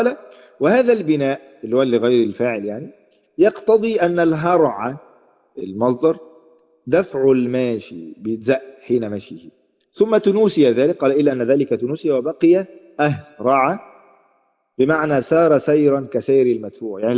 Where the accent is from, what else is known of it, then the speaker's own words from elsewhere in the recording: Egypt; عندنا في مصر، مش عارف انتوا عارفين النيش ولا